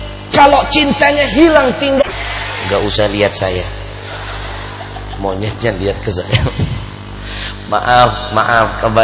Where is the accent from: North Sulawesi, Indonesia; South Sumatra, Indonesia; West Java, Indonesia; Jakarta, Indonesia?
South Sumatra, Indonesia; Palembang; Dulu di kampung saya di Palembang